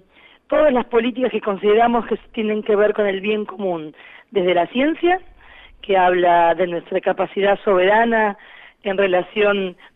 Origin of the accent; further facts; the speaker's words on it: Argentina; somos el pueblo argentino en su totalidad